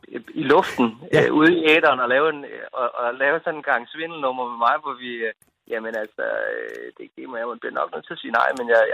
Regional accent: Region of Southern Denmark, Denmark; Jeg er selv fra Fyn, og der kan vi noget med rygeost, for eksempel, ikke?

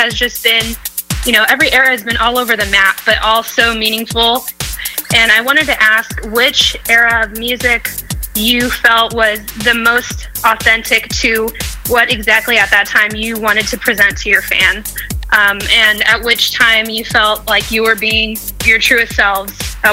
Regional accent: Irvine, California, United States; Hey, Chris and Johnny. … I'm from Irvine, California, and I've been a huge fan since the … era when I was in high school.

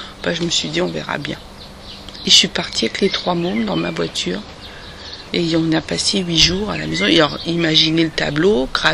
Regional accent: eastern France, France; moi, je viens de l'Est de la France. Et le village de mes grands-parents a été démoli, puisque c'était en Moselle

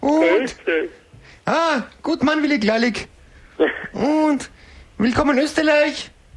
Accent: China; German is a second language; Ja, bin Chinese.

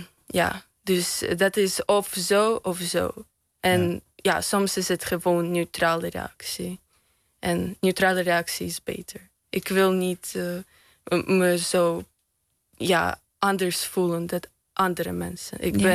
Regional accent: Russia; Dutch is a second language; En als ik zeg, ja, ik kom uit Rusland

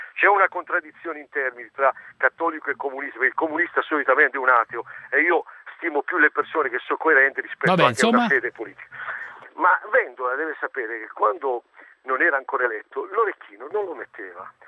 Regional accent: Bari, Apulia, Italy; now in La Spezia, Italy; siccome sono barese

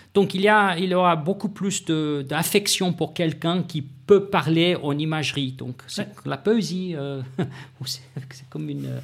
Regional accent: South Africa; French is a second language; Je viens de l'Afrique du Sud

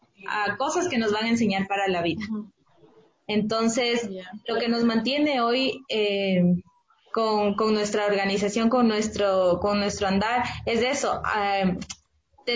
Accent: Ecuador; lo que nosotros somos y tenemos como ecuatorianos

